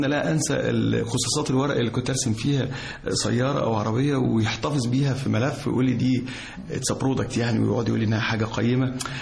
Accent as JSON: {"language": "Arabic", "town": "Cairo", "region": "Cairo Governorate", "country": "Egypt", "tie": "born or raised there", "also_born_or_lived": "Giza, Egypt", "said": "انا في القاهرة، يعني انا قاهري الحمد لله قاهري فيعني قاهري، وولدت في شبرا، وبعد كده يعني انتقلت الى منطقة الجيزة في الهرم"}